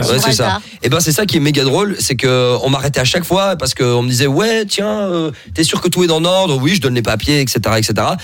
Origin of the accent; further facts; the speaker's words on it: Morocco; oui, je suis marocain, mais je parle pas arabe.